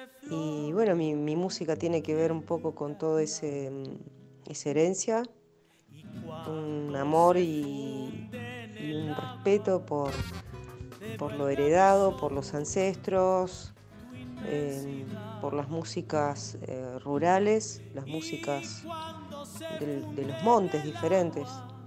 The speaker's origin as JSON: {"language": "Spanish", "region": "Buenos Aires", "country": "Argentina", "tie": "born there", "also_born_or_lived": "Spain", "lives_now": "San Esteban, Argentina", "said": "Vivo en San Esteban, aquí cerquita, y bueno, nací en Buenos Aires, y después, cuando ya me independicé un poco, empecé a viajar mucho. Viví 10 años en España, que mi familia es de ahí, mi mamá es andaluza, de Sevilla."}